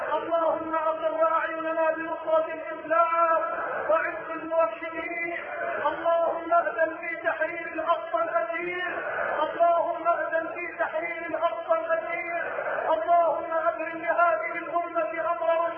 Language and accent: Arabic; Egypt; اللهم اجعل بلدنا مصر راحة للامن والامان